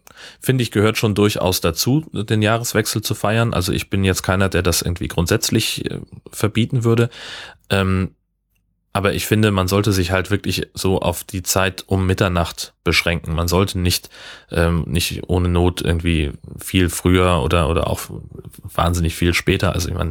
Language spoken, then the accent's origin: German; Hesse, Germany; Nee, Heimatdorf. Da, wo ich groß geworden bin, in Hessen.